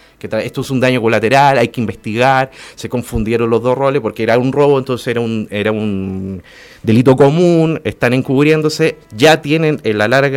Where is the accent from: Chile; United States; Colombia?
Chile; en mi caso yo como chileno, pero a mí la frontera me da lo mismo